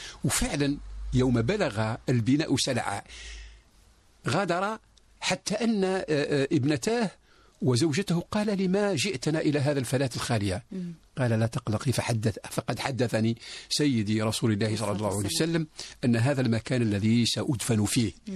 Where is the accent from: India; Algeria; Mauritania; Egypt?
Algeria; بالنسبة إلينا كجزائريين